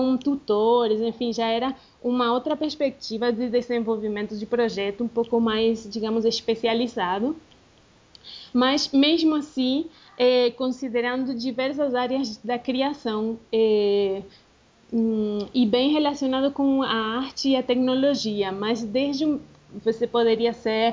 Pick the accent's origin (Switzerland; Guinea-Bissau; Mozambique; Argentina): Argentina; Portuguese is a second language; also born or lived in Brazil; now in Medellín, Colombia; eu sou argentina e morei no Brasil uns 10 anos, mais ou menos. E atualmente eu estou na Colômbia, morando na cidade de Medellín